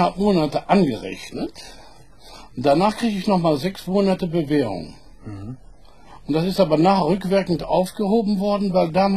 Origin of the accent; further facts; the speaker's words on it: Mönchengladbach, North Rhine-Westphalia, Germany; Ich war damals 32, der war 29, der war aus Viersen, ich war aus Mönchengladbach